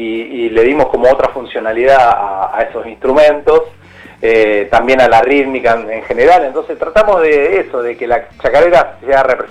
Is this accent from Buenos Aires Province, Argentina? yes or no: yes; Luján, Buenos Aires Province, Argentina; yo soy de Luján, provincia, sí, de Buenos Aires